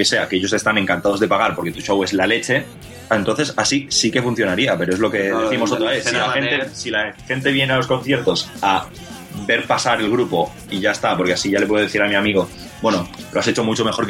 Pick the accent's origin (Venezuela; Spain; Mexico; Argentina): Spain; Terrassa, Catalonia; nosotros somos de Tarrasa